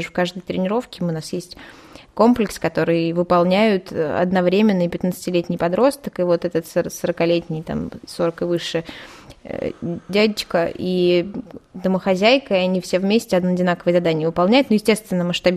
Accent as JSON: {"language": "Russian", "town": "Vichuga", "region": "Ivanovo Oblast", "country": "Russia", "tie": "born there", "lives_now": "Shuya, Russia", "said": "Я живу сейчас в ШУ, я родилась в Вичуге, и знаю, что Вичуга тоже очень спортивный город"}